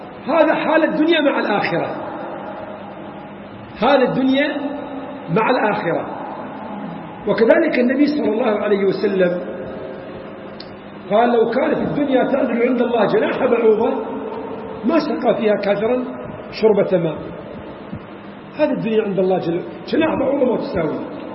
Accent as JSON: {"language": "Arabic", "country": "Iraq", "said": "عندنا في العراق"}